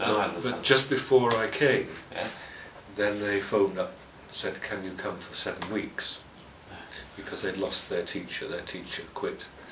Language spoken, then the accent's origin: English; Otley, Yorkshire and the Humber, United Kingdom; also born or lived in London; now in Kent, United Kingdom; In my hometown, all I can smell now when I go back to Otley